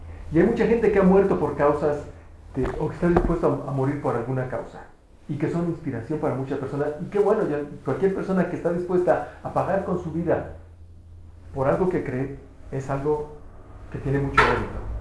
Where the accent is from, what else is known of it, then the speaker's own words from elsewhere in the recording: Mexico; y como mexicanos decimos, no, nosotros nos burlamos de la muerte